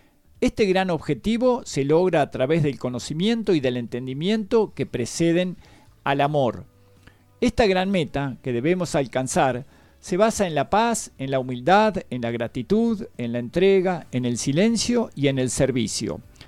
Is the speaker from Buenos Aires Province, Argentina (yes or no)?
yes; Mar del Plata, Buenos Aires Province, Argentina; also born or lived in Bahía Blanca; Venía de hacer toda mi escuela primaria, secundaria en Mar del Plata. Uh-huh. Nací en Bahía Blanca, viajé mucho por afuera también. Soy como nómade.